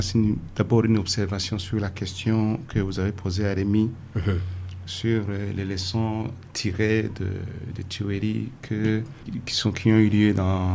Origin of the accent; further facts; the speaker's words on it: Burundi; on est tous des Burundais